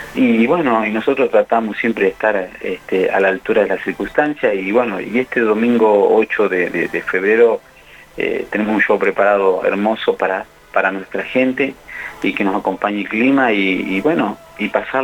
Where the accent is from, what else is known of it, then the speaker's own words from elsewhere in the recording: La Pampa, Argentina; Somos pampeanos, yo nací en Zona Norte, mis compañeros en el Butaló.